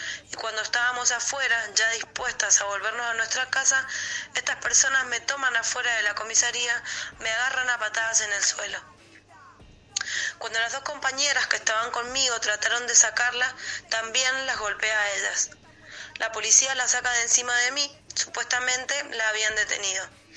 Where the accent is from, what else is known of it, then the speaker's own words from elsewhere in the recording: Chile; haciendo alusión sobre todo a que soy chilena